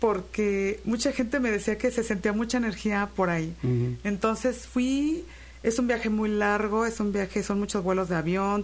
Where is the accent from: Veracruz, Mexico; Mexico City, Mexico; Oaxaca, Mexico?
Veracruz, Mexico; Xalapa; Yo soy de aquí, de Jalapa.